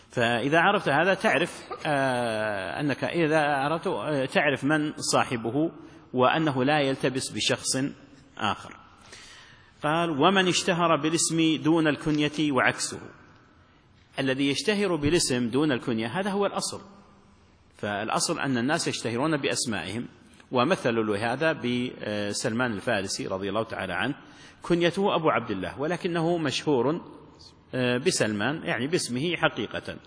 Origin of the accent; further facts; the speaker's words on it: Najd, Saudi Arabia; لا وقت قريب عندنا في نجد اللقب يلزم الإنسان لأتفه الأسباب